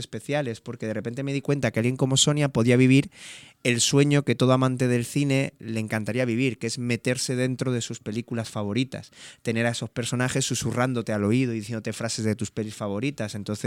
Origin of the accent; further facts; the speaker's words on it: Granada, Andalusia, Spain; y lo rodé en mi tierra natal, en Granada.